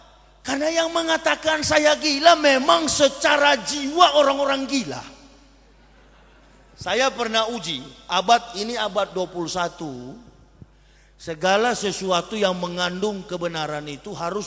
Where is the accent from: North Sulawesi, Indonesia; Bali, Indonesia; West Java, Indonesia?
North Sulawesi, Indonesia; Manado; Saya orang Manado asli, asli kafir, begitu.